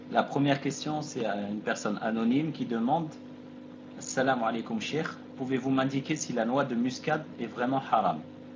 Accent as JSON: {"language": "French", "country": "Algeria", "said": "La noix de muscade, chez nous en Algérie, on l'appelle Jouz-Tib."}